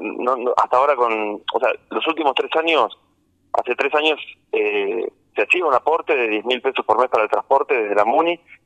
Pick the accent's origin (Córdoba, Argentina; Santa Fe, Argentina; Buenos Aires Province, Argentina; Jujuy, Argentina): Córdoba, Argentina; Las Rabonas; yo soy de Las Rabonas